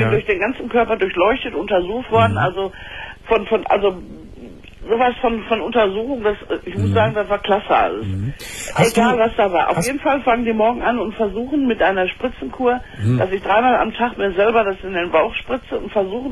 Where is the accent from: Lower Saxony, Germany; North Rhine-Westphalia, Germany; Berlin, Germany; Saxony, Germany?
North Rhine-Westphalia, Germany; Dortmund; Wir haben in Dortmund, ich komme aus Dortmund, nur einen Hormonspezialisten